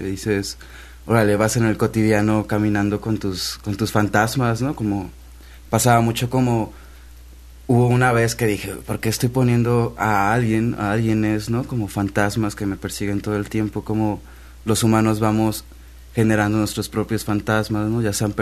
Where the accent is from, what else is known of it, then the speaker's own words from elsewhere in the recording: Pacho Viejo, Veracruz, Mexico; Sí, bueno, de un pueblo que se llama Pacho Viejo, cerca